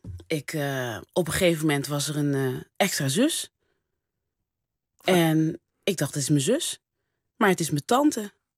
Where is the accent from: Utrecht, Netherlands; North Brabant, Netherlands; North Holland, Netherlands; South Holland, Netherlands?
North Brabant, Netherlands; accent: Brabantian; En die moesten lachen om mijn Brabants accent.